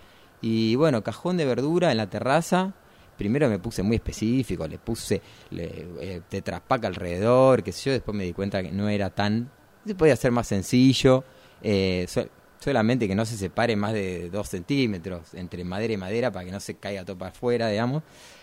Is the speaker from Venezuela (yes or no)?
no; Vicente López, Buenos Aires Province, Argentina; Yo viví en un departamento. Nacido y criado en Vicente López, barrio Vicente López, cerquita a unas cuadras del río. Pero niño de departamento, ¿no? Bastante cemento.